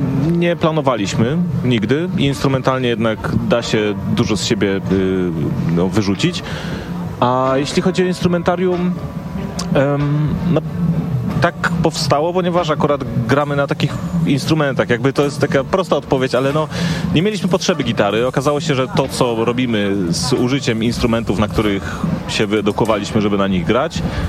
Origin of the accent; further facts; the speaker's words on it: Silesian Voivodeship, Poland; bo jesteśmy wszyscy ze Śląska.